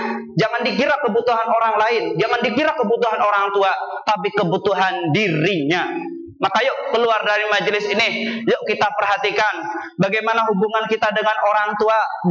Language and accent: Indonesian; West Java, Indonesia; Saya itu orang Sunda, enggak ngerti tiker.